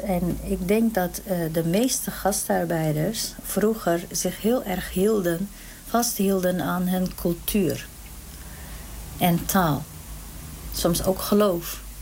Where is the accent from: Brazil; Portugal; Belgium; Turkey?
Turkey; now in Netherlands; oorspronkelijk ben ik Koerdisch. Ik kom uit Turkije, ik ben in Turkije geboren en woon al heel lang in Nederland.